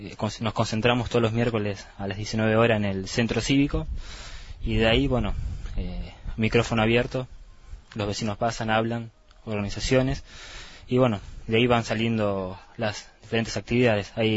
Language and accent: Spanish; Bariloche, Río Negro, Argentina; yo vengo de Bariloche